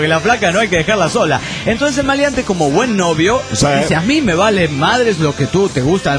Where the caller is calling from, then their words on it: Mexico City, Mexico; del DF mexicano.